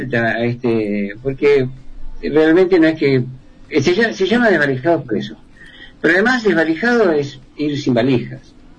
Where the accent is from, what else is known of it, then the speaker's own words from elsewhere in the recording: Argentina; now in Chile; Y hay músicos que me dicen, ¿por qué sos argentino? ¿Y por qué no? ¿Por qué no? ¿Cómo es Argentina? Porque allá hay muchos más lugares.